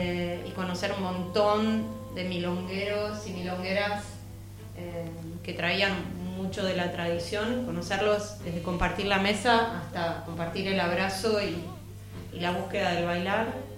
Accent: Buenos Aires, Argentina; born there; Nací en Buenos Aires, sí.

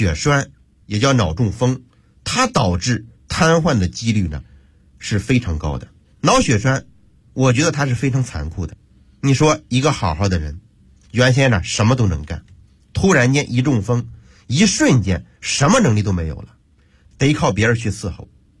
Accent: Hebei, China; 我要和大伙分享一个发生在我的老家河北的真人真事

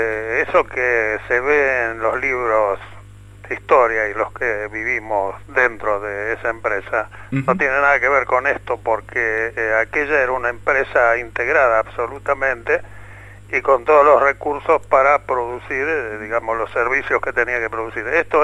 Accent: Argentina; Yo, como argentino, quiero saber qué pasó con el resto.

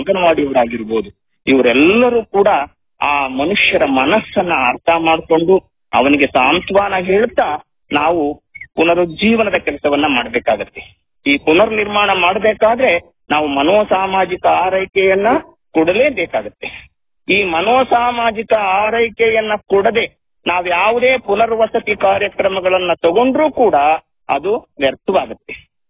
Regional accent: Jinnenahalli, Karnataka, India; ನಾನು ಹಾಸನ ಜಿಲ್ಲೆಯವನೇ. ಹಾಸನ ಜಿಲ್ಲೆಯ ಚಂದ್ರಾಯಪಟ್ಟಣ ತಾಲೂಕಿನ ಹಿರಿಸಾವೆ ಹೋಬಳಿ ಜಿನ್ನೇನಹಳ್ಳಿ ಗ್ರಾಮದವನು. ಅಲ್ಲಿಯ ಒಂದು ರೈತ ಕುಟುಂಬದಿಂದ ಬಂದವನು.

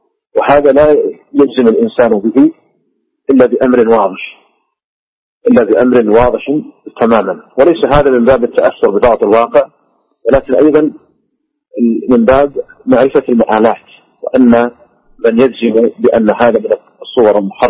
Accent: Saudi Arabia; قد كان الناس قديما عندنا في المملكة العربية السعودية كانوا يسمونها عكسا

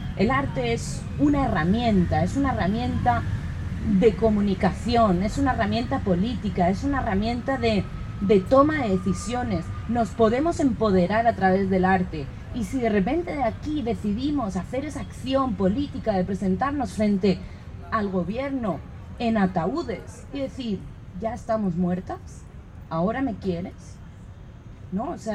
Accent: Basque Country, Spain; yo vengo del País Vasco, de España, me da igual en qué feria de arte me ponga, que siempre es lo mismo.

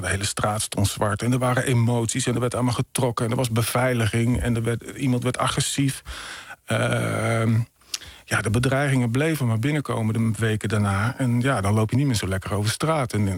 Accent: Emmen, Drenthe, Netherlands; Een roman over mijn jeugd in een blokkenwinkel in Emmen.

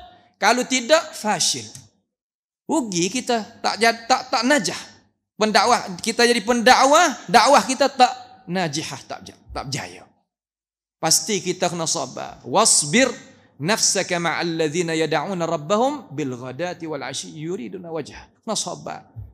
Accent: Thailand; Jabatan Mufti yang sudi jemputkan saya daripada Thailand

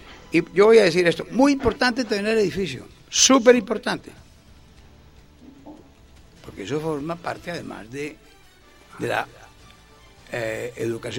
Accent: Barrancabermeja, Santander, Colombia; pongo un ejemplo en pequeño, mi pueblo, Barranca Bermeja.

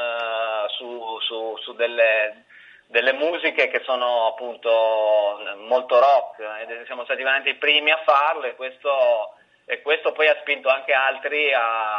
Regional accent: Cuneo, Piedmont, Italy; Io, Riccardo e Cristiano veniamo dalla provincia d'Italia, da una delle tante province d'Italia, da Cuneo, che è un paese a sud di Torino, vicino ai Monti, un luogo dove non ci sono molti stimoli culturali

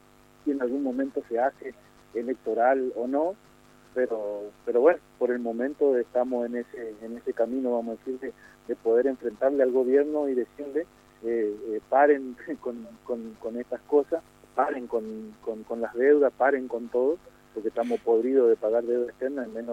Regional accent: Quitilipi, Chaco, Argentina; sabido es que nosotros somos de Chaco, estamos en una localidad que se llama Quitilipe

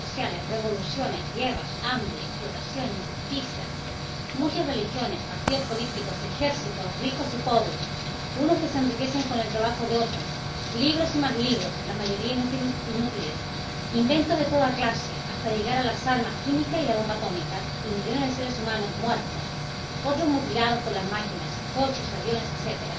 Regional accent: Inca, Balearic Islands, Spain; born there; now in Palma, Spain; Señores, soy un obrero yesero ya jubilado mallorquín. Nací en Inca, pero hace muchos años que resido en Palma. … toda mi vida la he dedicado a Dios.

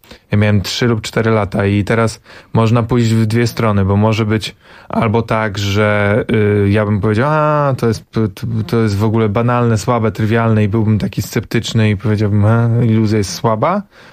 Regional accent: Węgorzewo, Warmian-Masurian Voivodeship, Poland; also born or lived in Tricity; Ja jestem z małej miejscowości na Mazurach, z Węgorzewa, dumny. Potem mieszkałem w Trójmieście i nie jestem ani z bogatej rodziny

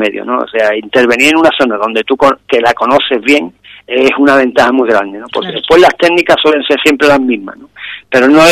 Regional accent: Ubrique, Andalusia, Spain; la mayoría somos de Ubrique, como he dicho

